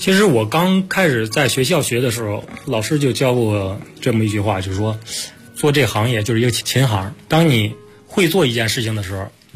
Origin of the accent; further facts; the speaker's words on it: northern China, China; 因为我是北方人